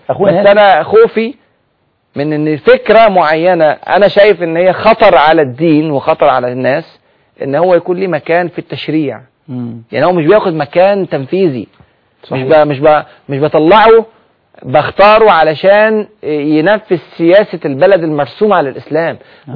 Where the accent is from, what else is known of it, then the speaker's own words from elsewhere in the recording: Egypt; فهم كانوا فرحانين جدا جدا لاحداث الثوره اللي حصلت عندنا في مصر